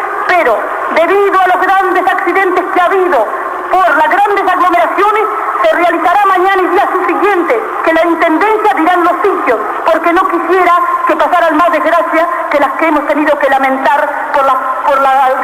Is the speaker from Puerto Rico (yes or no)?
no; Argentina; Yo como mujer argentina y como mujer de pueblo